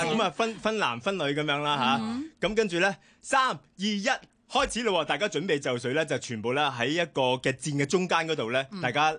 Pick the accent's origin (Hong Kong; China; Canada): Canada; 就我细个喺加拿大嘅童年往事啦，吓，有啲好尴尬嘅事情咧，就系话我自己又英文又唔系咁好啦